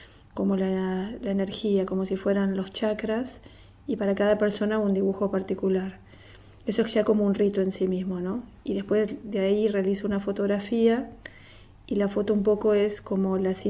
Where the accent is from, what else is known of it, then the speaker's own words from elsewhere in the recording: Palermo, Buenos Aires, Argentina; Yo soy un típico elemento de Palermo.